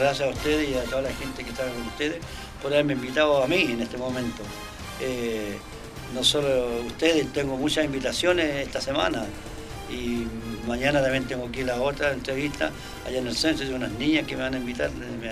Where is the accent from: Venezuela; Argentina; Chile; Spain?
Chile; Yo confío mucho en Chile, pero como chileno me quiero que empate o gane.